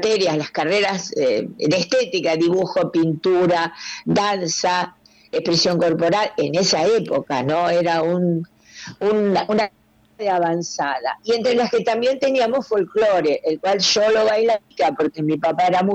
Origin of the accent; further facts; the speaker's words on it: La Plata, Buenos Aires Province, Argentina; also born or lived in Ensenada; Sí, yo nací en Ensenada, pero me crié acá en Plata siempre, sí, sí.